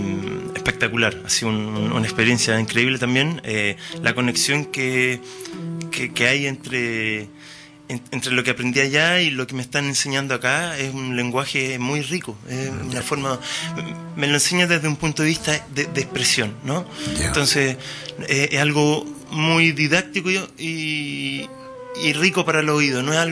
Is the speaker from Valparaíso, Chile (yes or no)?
yes; La Calera, Valparaíso, Chile; also born or lived in Viña del Mar; Yo nací en Viña. Sí, nací en Viña, pero viví en La Calera.